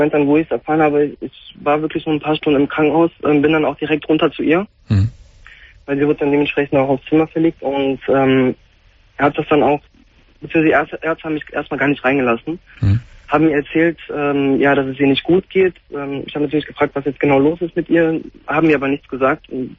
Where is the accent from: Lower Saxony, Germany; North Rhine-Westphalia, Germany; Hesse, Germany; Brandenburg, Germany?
North Rhine-Westphalia, Germany; Cologne; Also ich komme, wie gesagt, aus Köln, sie aus Bergheim.